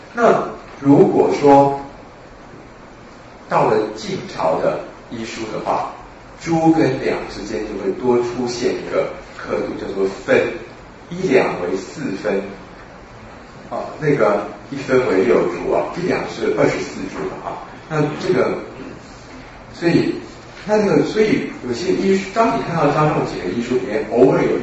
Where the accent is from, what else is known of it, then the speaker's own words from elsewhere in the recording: China; 虽然我们中国人都念泽泻念惯了